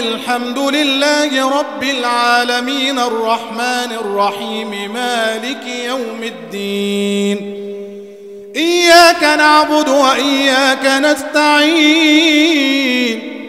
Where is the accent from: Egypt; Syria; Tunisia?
Egypt; اللهم اجعل بلدنا مصر أمنا أمانا